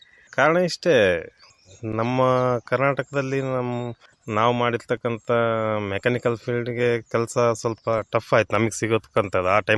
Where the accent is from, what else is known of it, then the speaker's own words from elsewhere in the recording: MBN Halli, Karnataka, India; ನಮ್ಮದು ಕೂಡ್ಲಿಗಿ ತಾಲೂಕು ಎಂಬಿಎನಹಳ್ಳಿ ಗ್ರಾಮ.